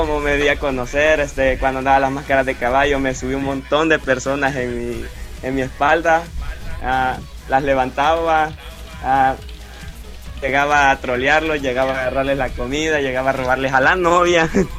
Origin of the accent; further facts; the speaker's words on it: El Salvador; algunos amigos me dicen, sos … sin duda, güey. Hasta ahorita creo que llevo ese trono.